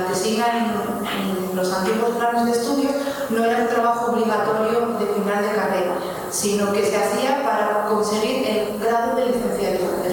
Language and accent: Spanish; León, Castile and León, Spain; yo soy de León, a León tampoco podía desplazarme a hacer entrevistas